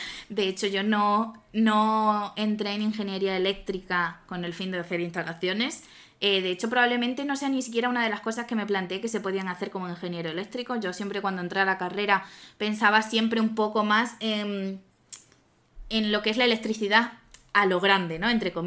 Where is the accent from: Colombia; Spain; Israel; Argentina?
Spain; Badajoz, Extremadura; moved away as an adult; now in Madrid, Spain; yo me vine aquí a estudiar de Madrid, yo soy de Badajoz.